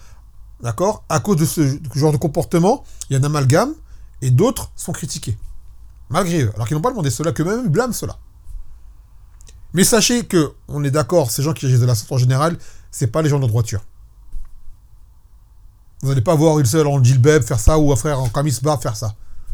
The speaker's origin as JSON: {"language": "French", "country": "France", "said": "Moi, je vous dis une chose, je suis un Français."}